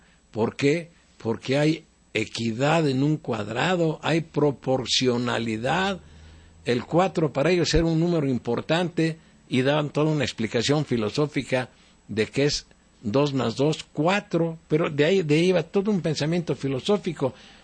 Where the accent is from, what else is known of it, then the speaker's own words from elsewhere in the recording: Mexico; yo siempre he pensado que yo como mexicano no tengo por qué reconocerle públicamente a un presidente